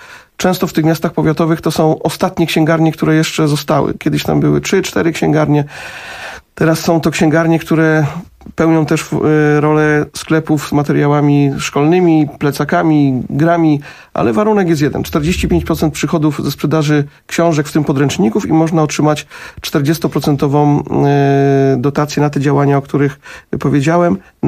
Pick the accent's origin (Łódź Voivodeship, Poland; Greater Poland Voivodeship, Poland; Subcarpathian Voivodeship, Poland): Greater Poland Voivodeship, Poland; Jarocin; bo ja jestem z Jarocina